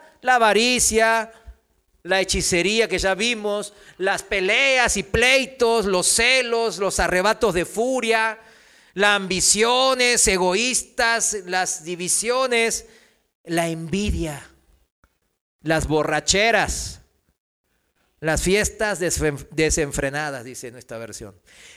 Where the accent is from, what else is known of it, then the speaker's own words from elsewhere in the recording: South Korea; Spanish is a second language; en mi país, en Corea